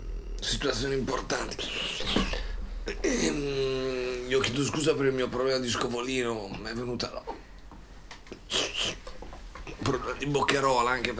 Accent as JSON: {"language": "Italian", "town": "Bologna", "region": "Emilia-Romagna", "country": "Italy", "said": "io amo Bologna, la mia città, noi siamo bolognesi"}